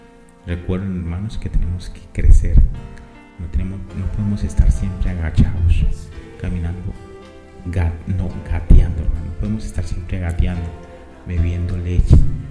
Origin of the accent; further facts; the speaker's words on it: Colombia; soy por mi voz, para que vean, soy colombiano, Soy colombiano